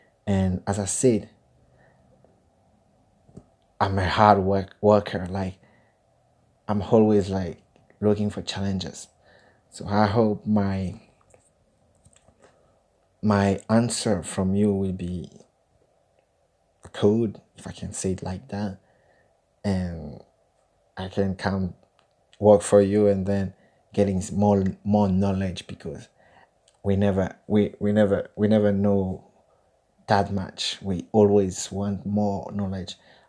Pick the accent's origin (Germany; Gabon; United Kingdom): Gabon; English is a second language; As you read on my CV, I'm from Gabon. It's a French country.